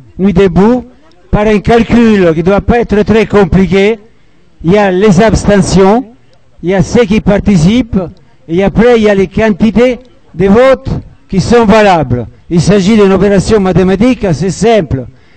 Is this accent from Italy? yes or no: yes; Italy; qu'en Italie, je suis italien